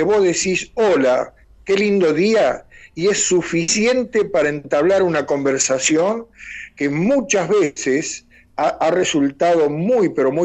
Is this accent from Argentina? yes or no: yes; Laguna Paiva, Santa Fe, Argentina; en el pueblo de donde soy, Laguna Paiva, en la provincia de Santa Fe, mi padre era periodista.